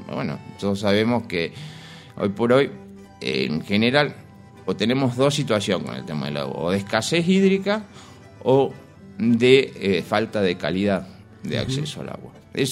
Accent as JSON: {"language": "Spanish", "region": "Córdoba", "country": "Argentina", "said": "Nosotros originariamente somos de Córdoba. Y bueno, las cosas de la vida también en la historia familiar nos trajo para acá."}